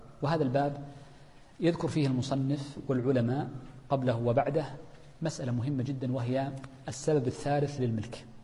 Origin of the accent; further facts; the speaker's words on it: Hejaz, Saudi Arabia; والتين عندنا في الحجاز مثلا، في الطائف التين في ينبت